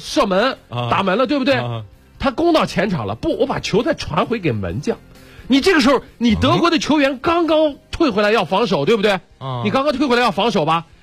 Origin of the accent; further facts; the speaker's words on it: China; 所以足球就是我们中国人体育生活当中的悲剧